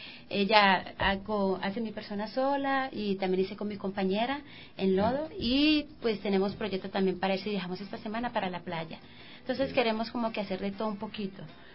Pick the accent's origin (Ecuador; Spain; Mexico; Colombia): Colombia; Cali, Valle del Cauca; Yo soy de Cali.